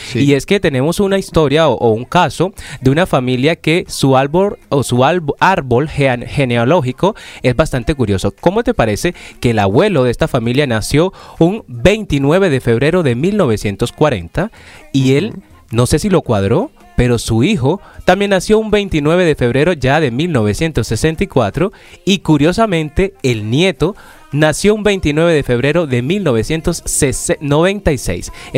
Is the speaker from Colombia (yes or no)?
yes; Caribbean coast, Colombia; yo soy costeño, soy de Colombia, de la costa